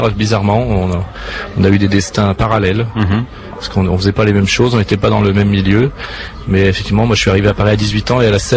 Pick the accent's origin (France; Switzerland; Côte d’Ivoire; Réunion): Switzerland; Geneva; Il se trouve qu'effectivement, je suis double national et que je suis citoyen de Genève